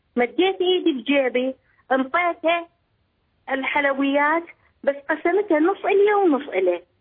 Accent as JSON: {"language": "Arabic", "country": "Iraq", "said": "من العراق."}